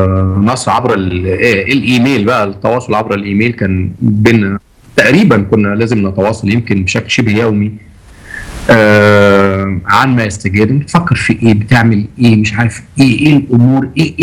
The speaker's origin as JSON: {"language": "Arabic", "country": "Egypt", "said": "انا بحس دايما انا لما بخرج من مصر ان انا غريب وحاسس ان انا غريب"}